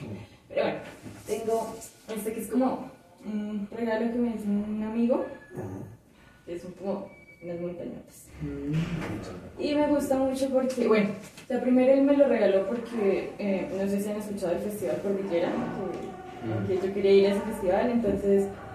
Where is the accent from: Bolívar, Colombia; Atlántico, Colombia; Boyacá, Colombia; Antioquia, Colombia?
Boyacá, Colombia; Duitama; now in Bogotá, Colombia; yo no soy de acá de Bogotá, soy de Boyacá, de una ciudad que se llama Duitama. Y Duitama es una ciudad chiquita que tiene como, está rodeada de muchísimas montañas. Yo crecí yendo todo el tiempo a las montañas.